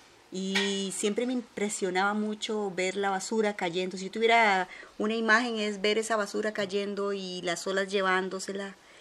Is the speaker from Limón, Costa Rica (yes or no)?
yes; Limón, Costa Rica; Yo vengo de la provincia de Limón, pero ya una vez, cuando crucé mi infancia, mis padres fueron a dar a Barrio México. Yo me casé muy joven y después vine a dar aquí a Desamparados, a Barrio Colonia del Sur.